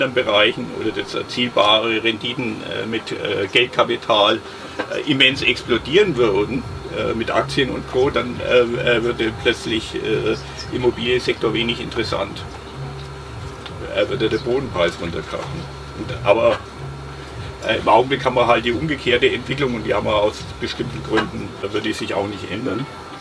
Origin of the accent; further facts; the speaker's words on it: Bavaria, Germany; In der bayerischen Provinz, da wo ich herkomme, ist der Quadratmeterpreis für 21 Euro.